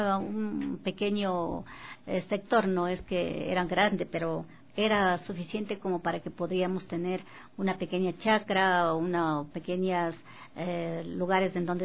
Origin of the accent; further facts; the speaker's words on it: Cotacachi, Imbabura, Ecuador; born there; yo nací en Cotacachi, pero mis padres son oriundos de la comunidad de Peguche y de Quinchuquí.